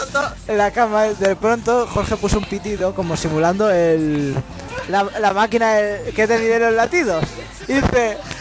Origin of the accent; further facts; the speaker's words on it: Madrid, Community of Madrid, Spain; born there; y yo nací en Madrid, me sigue haciendo la misma gracia.